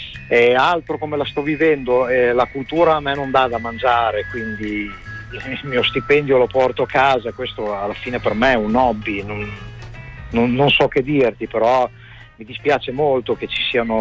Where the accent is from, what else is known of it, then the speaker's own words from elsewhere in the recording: Bologna, Emilia-Romagna, Italy; Bologna è la mia città natale, quindi è molto importante per me.